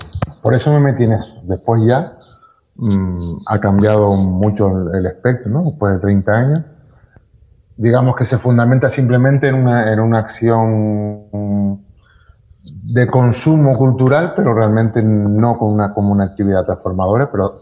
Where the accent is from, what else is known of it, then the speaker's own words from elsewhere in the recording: Valle San Lorenzo, Canary Islands, Spain; recuerdo en el sur, en la zona que donde nos criamos fue en Valle San Lorenzo.